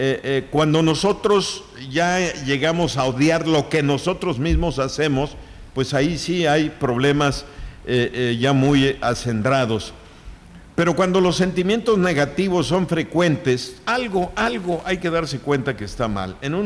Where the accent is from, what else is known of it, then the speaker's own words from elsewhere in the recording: Mexico; así somos los mexicanos